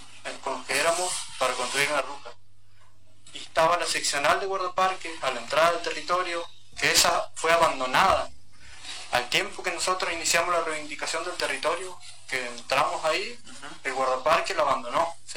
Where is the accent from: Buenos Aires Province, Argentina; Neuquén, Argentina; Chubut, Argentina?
Chubut, Argentina; Lago Trauquen; also born or lived in Esquel; Yo soy nacido y criado ahí. Mi familia ahí.